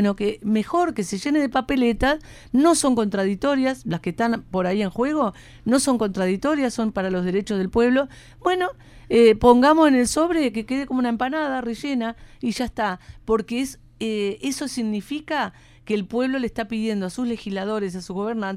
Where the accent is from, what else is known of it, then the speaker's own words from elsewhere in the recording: Uruguay; también es una oportunidad histórica que tenemos como pueblo uruguayo de ejercer esa democracia directa